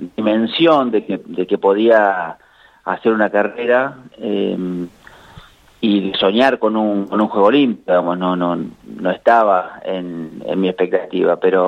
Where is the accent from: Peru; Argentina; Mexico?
Argentina; Yo nací en la Villa Santillán, y así que estaba jugando la pelota todo el día en la calle.